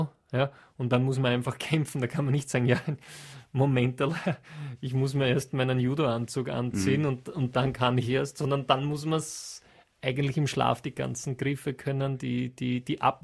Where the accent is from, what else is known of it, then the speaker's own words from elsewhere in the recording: Austria; für mich als Österreicher